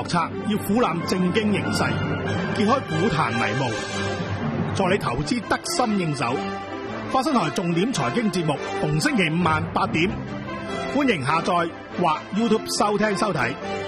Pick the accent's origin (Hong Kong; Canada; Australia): Hong Kong